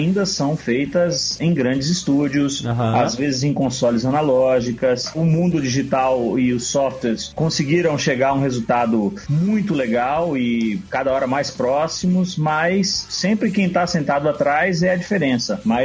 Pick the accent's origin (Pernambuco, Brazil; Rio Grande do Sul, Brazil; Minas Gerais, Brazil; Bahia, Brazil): Bahia, Brazil; now in São Paulo, Brazil; Hoje eu tô em São Paulo, eu cresci, me formei na Bahia, sou amigo do Diego de lá, eu tô morando em São Paulo tem 3 anos